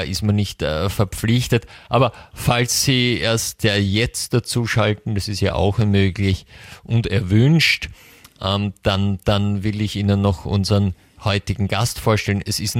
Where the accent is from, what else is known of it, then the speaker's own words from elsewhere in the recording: United States; German is a second language; wenn zwei Amerikaner gemeinsam eine österreichische Live-Sendung machen